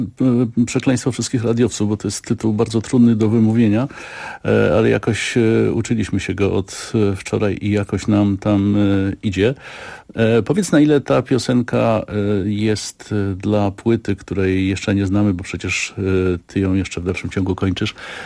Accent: Kraków, Lesser Poland, Poland; Jako Krakus pamiętam, że będąc dzieckiem machałem prezydentowi, czyli był.

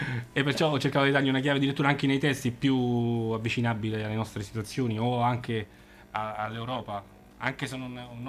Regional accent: Rome, Lazio, Italy; essendo romano

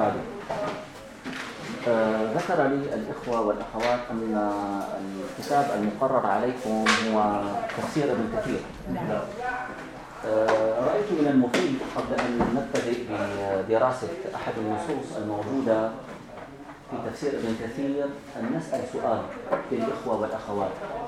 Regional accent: Syria; عندنا في الشام عندما يقال فلان خطه جميل يكتب التقارير يتعاون مع الأمن

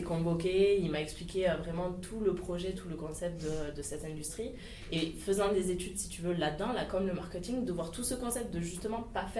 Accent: Agen, Nouvelle-Aquitaine, France; also born or lived in Alsace; Aujourd'hui j'ai 23 ans … je suis née en Alsace, j'ai vécu 18 ans à Agen, je suis originaire d'une famille, tout ce qu'il y a plus de banal, toute ma famille est fonctionnaire chez du coup France Télécom, maintenant Orange, donc vraiment la classe moyenne

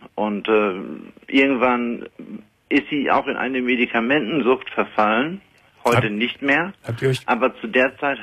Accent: Ostrhauderfehn, Lower Saxony, Germany; Und das ist auch mein Ostrauderfehn. Rauderfehn ist mein Heimatort.

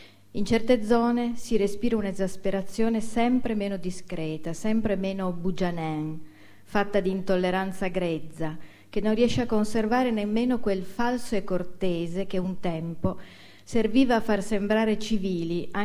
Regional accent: Turin, Piedmont, Italy; Io sono torinese e ho vissuto a Torino, cioè ero piccola a Torino negli anni 60, quando appunto c'è stato il boom, c'è stata l'emigrazione, la Fiat che chiamava manodopera dal sud, ed essendo di famiglia torinese

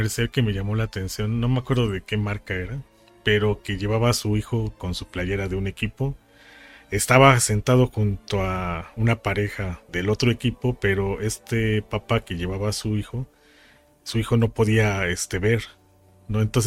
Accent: Mexico; Es parte de nuestra propia identidad como mexicanos.

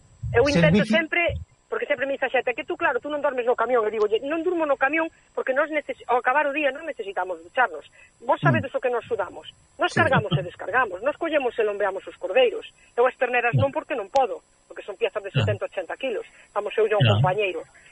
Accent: Galicia, Spain; also born or lived in Switzerland; inda que son de nacimiento suiza... pois son gallega, pero co orgullosa que estou eu da miña terra, do meu idioma

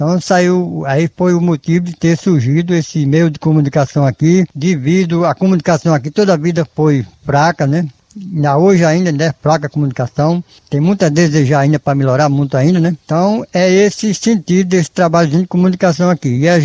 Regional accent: Baraúna, Rio Grande do Norte, Brazil; born there; now in Serra do Mel, Brazil; eu vim de Baraúna, nasci em Baraúna e eu estou aqui na Serra do Mel. Já faz 30 anos que estou aqui na Serra do Mel.

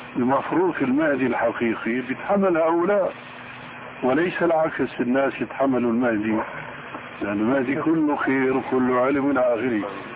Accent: Damascus, Damascus Governorate, Syria; هذه ناس عندنا في دمشق يعمل حلقة

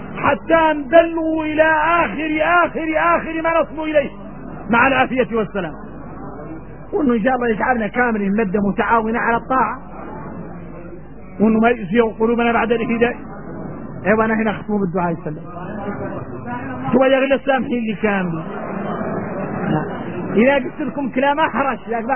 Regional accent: Mauritania; وان احنا موريتاني ما نقدر الخير

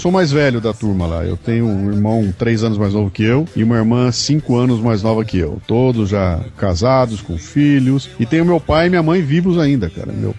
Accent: Bauru, São Paulo, Brazil; now in São Paulo, Brazil; Mas eu moro em São Paulo já há muito tempo, cara. Eu saí de Bauru com 19 anos e vim pra São Paulo, eu tô com 55, então faço a conta, né? Eu sou muito mais paulistano hoje do que sou bauruense

